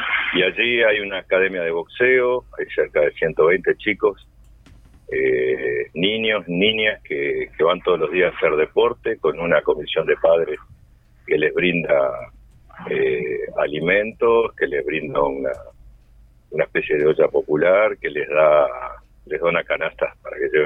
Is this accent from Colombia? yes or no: no; Montevideo, Uruguay; born there; Yo nací en el Buceo, vi aquella famosa final.